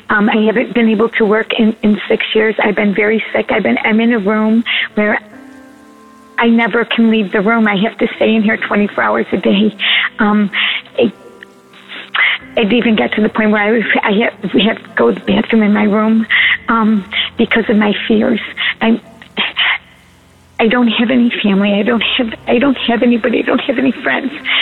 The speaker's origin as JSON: {"language": "English", "town": "Syracuse", "region": "New York", "country": "United States", "said": "I'm from Syracuse, New York."}